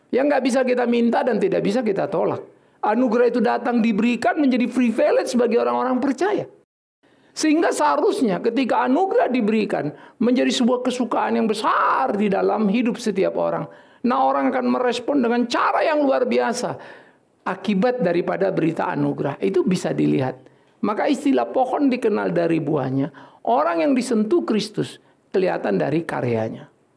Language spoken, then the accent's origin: Indonesian; North Sumatra, Indonesia; Oh, saya kampung saya lain kok. Saya tulen orang Batak.